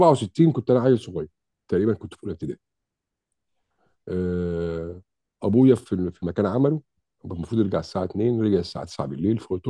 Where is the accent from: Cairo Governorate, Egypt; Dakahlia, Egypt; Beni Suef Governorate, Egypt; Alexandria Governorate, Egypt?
Dakahlia, Egypt; Mansoura; كان في الفترة ديت عندنا في المنصورة الدكتور اسمه الدكتور شافعي بشير، وكنا احنا في ثانوي في الفترة دي، اعدادي خارجين من اعدادي عين سعد.